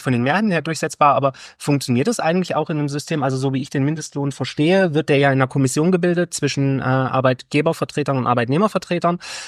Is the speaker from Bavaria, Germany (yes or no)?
no; Baden-Württemberg, Germany; Ich meine, ich komme jetzt aus dem Landkreis Böblingen, ne? Hallo nach Stuttgart, an die große Stadt nebenan.